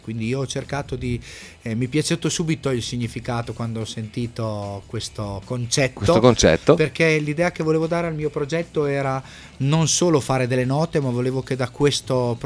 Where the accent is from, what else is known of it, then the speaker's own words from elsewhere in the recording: Reggio Emilia, Emilia-Romagna, Italy; Sì, vengo da Reggio Emilia, si sentirà anche un po' dal mio accento.